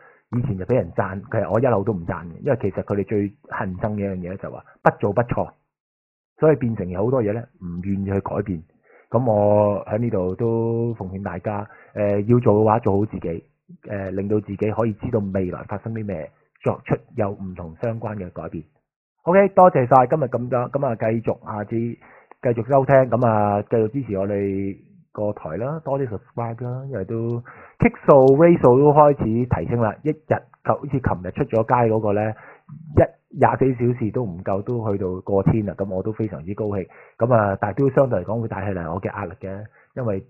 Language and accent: Cantonese; China; 但係我哋中國人呢個社會就係話唔鼓勵你做壞孩子，要做乖